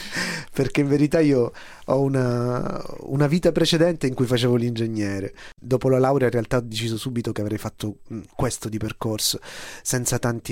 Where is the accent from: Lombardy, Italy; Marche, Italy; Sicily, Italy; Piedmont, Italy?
Sicily, Italy; Palermo; Sono dell'82, sono nato a Palermo, cresciuto a Palermo, e quindi avevo 10 anni quando a Palermo abbiamo avuto il nostro 11 settembre